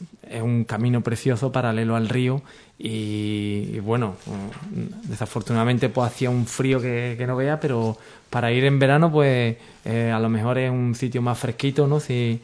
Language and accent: Spanish; Andalusia, Spain; ya que somos aquí andaluces, pues hemos tirado un poco para acá